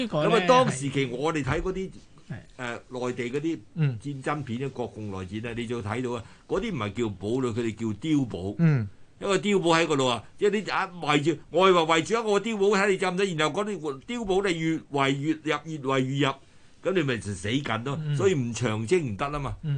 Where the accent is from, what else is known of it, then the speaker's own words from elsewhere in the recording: Xingguo, Jiangxi, China; born there; 我喺興國出世嘅，